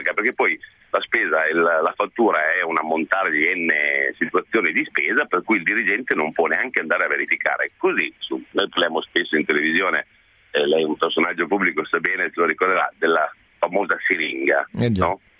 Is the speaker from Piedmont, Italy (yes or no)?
yes; Piedmont, Italy; Nel senso, traduco, io sono un piemontese